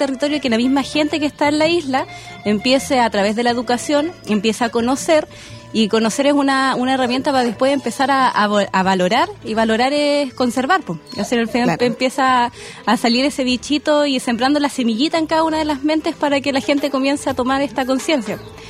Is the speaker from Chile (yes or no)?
yes; Valdivia, Los Ríos, Chile; yo soy de Valdivia, en específico de una isla, Isla del Rey.